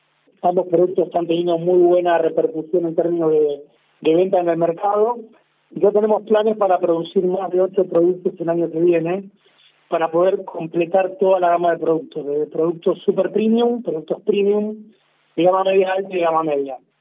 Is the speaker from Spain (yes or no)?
no; Argentina; nosotros como argentinos que somos, sabemos que somos como un crisol de razas